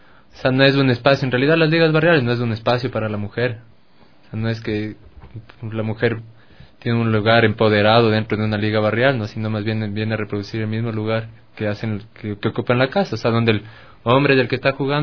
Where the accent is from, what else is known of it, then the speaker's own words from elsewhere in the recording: Bogotá, Colombia; yo soy de Ciudad Bolívar